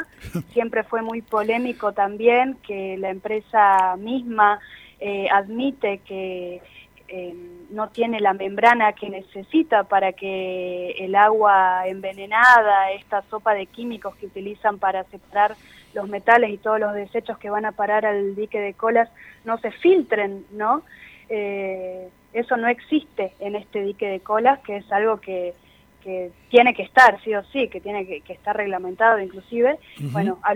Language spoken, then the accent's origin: Spanish; Catamarca, Argentina; Soy de la ciudad de Catamarca. Sí.